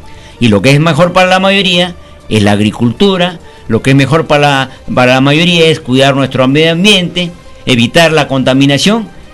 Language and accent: Spanish; Peru; a mi pueblo peruano les digo